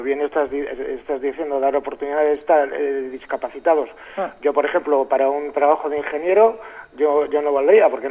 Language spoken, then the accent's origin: Spanish; Santander, Cantabria, Spain; yo pues soy de Santander